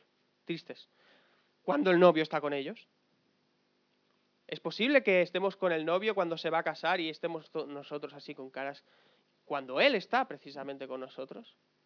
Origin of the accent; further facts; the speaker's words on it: Alcorcón, Community of Madrid, Spain; nosotros somos de Alcorcón, ¿me entiendes?